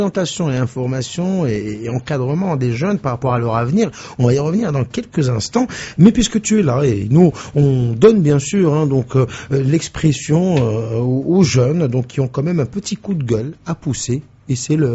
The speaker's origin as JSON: {"language": "French", "country": "Morocco", "said": "parce qu'on est marocain"}